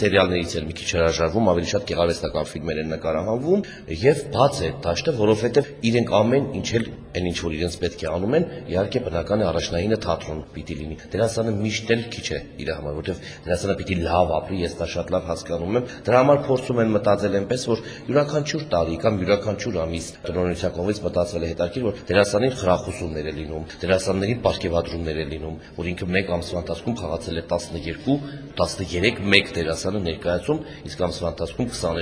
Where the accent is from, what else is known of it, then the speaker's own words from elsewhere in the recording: Gyumri, Shirak, Armenia; ես գյումրեցի եմ